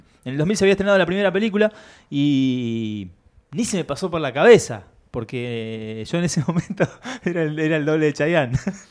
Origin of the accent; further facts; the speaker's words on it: Chile; born there; y yo nací en Chile, maestro.